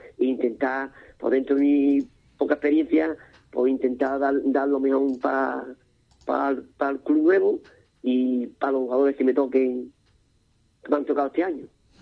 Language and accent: Spanish; Cádiz, Andalusia, Spain; la soy aquí de Cádiz